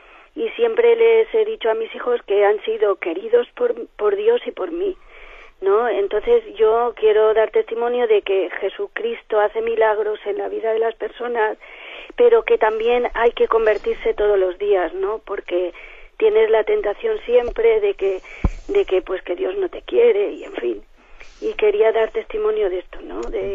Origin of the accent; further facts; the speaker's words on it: Valencia, Valencian Community, Spain; de Valencia.